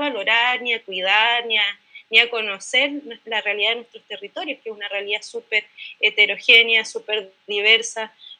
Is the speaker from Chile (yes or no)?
yes; Chile; yo soy de Chile